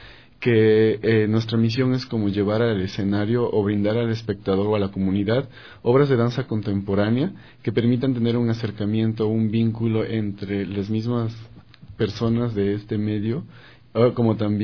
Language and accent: Spanish; Ambato, Tungurahua, Ecuador; now in Quito, Ecuador; Empecé en Ambato, en mi colegio, ¿no?, teniendo actividad dancística. Posteriormente vengo a la ciudad de Quito